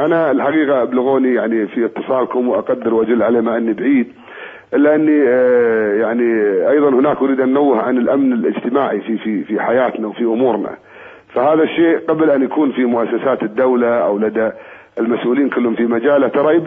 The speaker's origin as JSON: {"language": "Arabic", "country": "Kuwait", "said": "وإن شاء الله أن يعني مهما كان عندنا في الكويت من قضايا"}